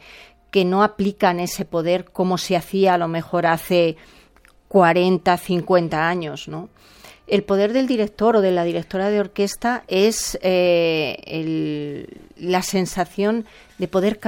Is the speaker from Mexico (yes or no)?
no; Madrid, Community of Madrid, Spain; yo como madrileña, me llega mucho toda la zarzuela madrileña